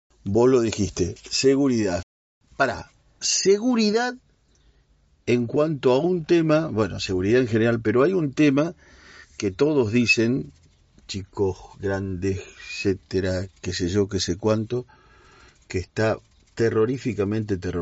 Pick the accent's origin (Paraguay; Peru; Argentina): Argentina; Cañuelas, Buenos Aires Province; viste que yo vengo de Cañuelas, sí